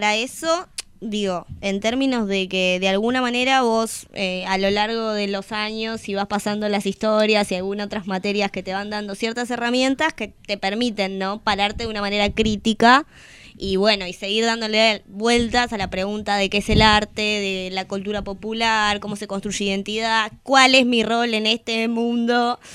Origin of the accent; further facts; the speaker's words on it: Tierra del Fuego, Argentina; No, soy de Tierra del Fuego.